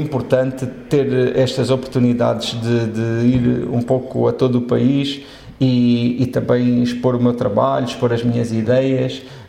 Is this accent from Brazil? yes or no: no; Portugal; É esta reflexão identitária que, enquanto portugueses, acho que devemos fazer